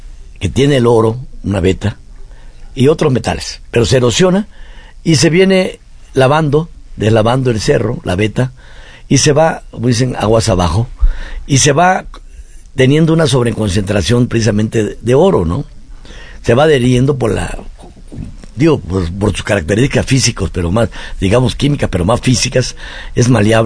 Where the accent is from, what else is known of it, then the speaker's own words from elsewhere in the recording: Arriaga, Chiapas, Mexico; born there; mi tierra en Arriaga, Chiapas